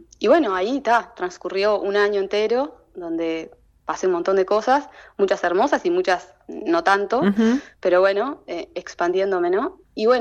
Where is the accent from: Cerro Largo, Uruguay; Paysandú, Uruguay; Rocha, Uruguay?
Cerro Largo, Uruguay; Melo; also born or lived in Rivera; now in Montevideo, Uruguay; Bueno, yo soy nacida en Cerro Largo, en Melo. Viví, bueno, la mayor parte de mi vida ahí, pero también viví en Rivera unos años antes de irme a Montevideo a estudiar.